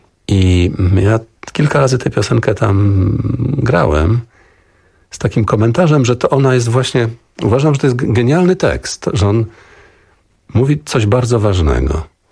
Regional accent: Szczecin, West Pomeranian Voivodeship, Poland; born there; Ja urodziłem się w Szczecinie. Moi rodzice przyszli na świat na Pomorzu Zachodnim, ale ich rodzice przyjechali tutaj z różnych stron. Babcia ze strony taty z Wilna, babcia od strony mamy urodziła się w Bieszczadach.

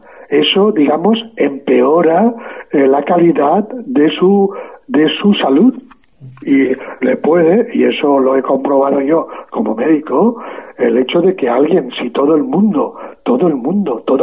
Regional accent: Spain; yo, como muchos españoles, tuvimos que pasar un buen rato haciendo cola

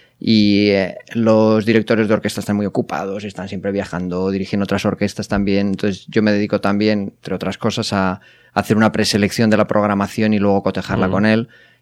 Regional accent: Bilbao, Basque Country, Spain; born there; porque bueno, nací en Bilbao.

